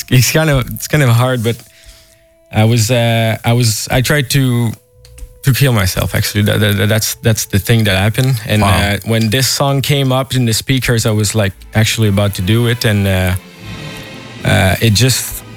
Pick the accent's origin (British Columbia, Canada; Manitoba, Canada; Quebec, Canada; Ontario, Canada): Quebec, Canada; Montreal; Yeah, I came all the way from Montreal. I arrived yesterday